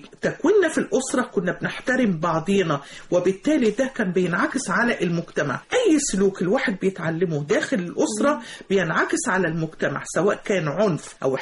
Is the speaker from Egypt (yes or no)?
yes; Mansoura, Dakahlia, Egypt; أنا طلعت في من المنصورة، من الدقهلية